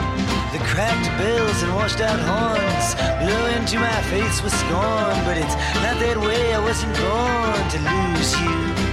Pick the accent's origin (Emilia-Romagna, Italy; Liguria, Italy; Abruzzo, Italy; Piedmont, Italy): Piedmont, Italy; Novara; però io sono di Novara